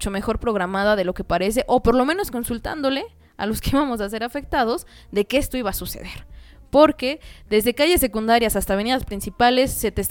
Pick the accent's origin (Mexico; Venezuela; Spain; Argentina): Mexico; La verdad es que nuestra calidad de vida como mexicanos, sobre todo los citadinos, pues está empeorando